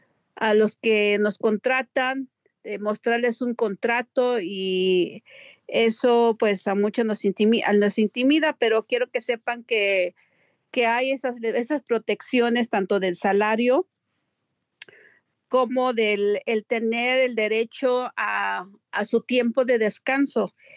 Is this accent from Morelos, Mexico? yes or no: yes; Cuernavaca, Morelos, Mexico; now in United States; soy del estado de Morelos, Cuernavaca, Morelos.